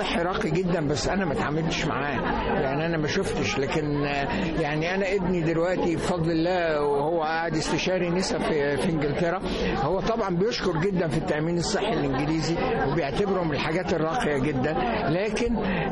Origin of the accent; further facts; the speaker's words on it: Egypt; دي مش موجوده عندنا في مصر